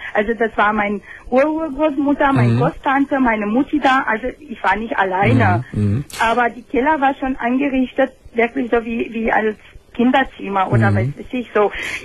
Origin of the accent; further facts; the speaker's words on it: Romania; German is a second language; Ich komme aus Rumänien.